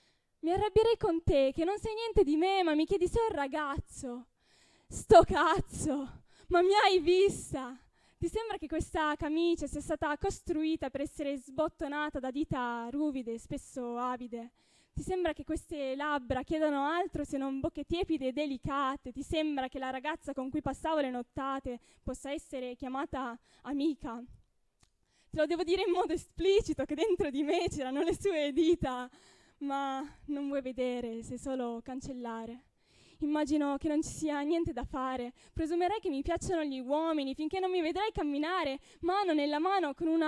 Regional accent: Piedmont, Italy; Dunque, io vengo dal Piemonte

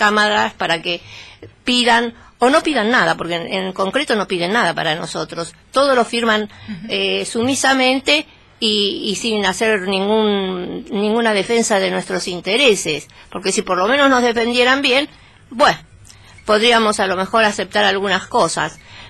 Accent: Argentina; Todos somos argentinos. Todos tenemos derecho a una parte de este país.

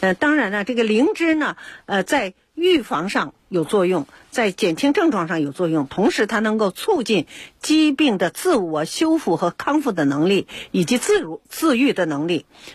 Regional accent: China

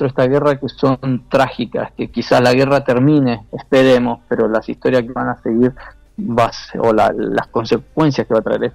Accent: Argentina; desde Argentina yo no me fui como capellán, pero no sé si como argentino

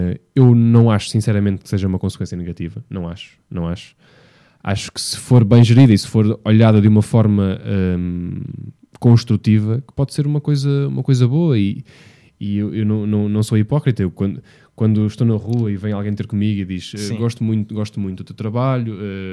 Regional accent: Vila Nova de Gaia, Porto, Portugal; Porto, quando digo Porto, digo Gaia, que é onde vive a minha família, onde eu passei a maior parte da minha vida e onde eu nasci também.

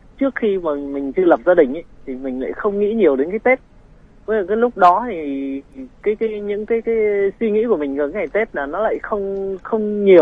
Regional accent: Ninh Binh, Vietnam; accent: Northern Vietnamese; now in Đồng Nai, Vietnam; Đúng rồi, mình quê ở Ninh Bình.

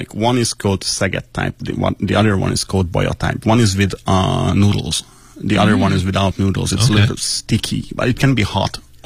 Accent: Hungary; English is a second language; It's like where are you from? Hungary. Like, are you hungry?

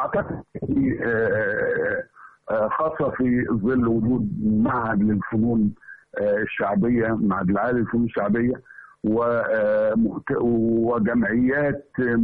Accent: Hamamiya, Asyut Governorate, Egypt; أنا عندي قريتنا اللي هي الهمامية، قرية الهمامية دي فيها كل الناس فيها تقول الجيم دال، ما عدا عائلة واحدة بس اسمها الخزاعلة بيقولوا الجيم كأنها شين معطشة

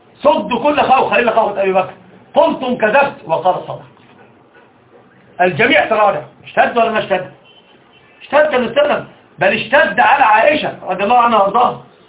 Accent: Alexandria, Alexandria Governorate, Egypt; الأصل أنا صعيدي أصالة، وطبعا أنا ما أعرفش حاجة عن الصعيد، أنا أصل كل شيء حياتي كلها في الإسكندرية

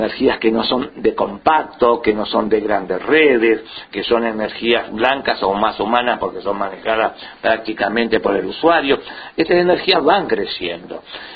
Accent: Argentina; Como los argentinos nos hemos quedado sin renta petrolera por la privatización, no tenemos ni investigación ni inversión petrolera

